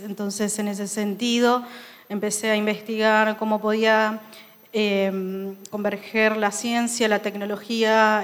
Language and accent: Spanish; Corrientes, Argentina; Yo vengo del punk de Corrientes.